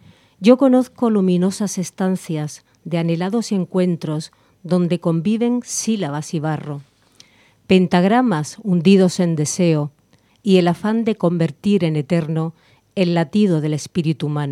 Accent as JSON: {"language": "Spanish", "town": "Cádiz", "region": "Andalusia", "country": "Spain", "said": "para hacer honor a mi tierra, Cádiz, porque soy gaditana"}